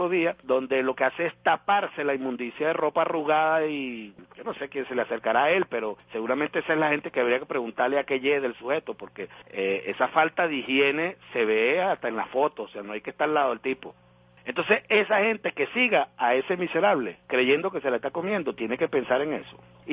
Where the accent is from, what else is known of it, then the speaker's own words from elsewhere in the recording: Venezuela; nos dignifica como venezolanos